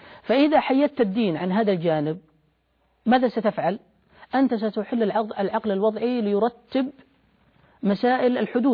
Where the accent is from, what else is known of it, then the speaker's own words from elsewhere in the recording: Saudi Arabia; يعني بمعنى عندنا في السعودية الآن يقول أنه ليبرالي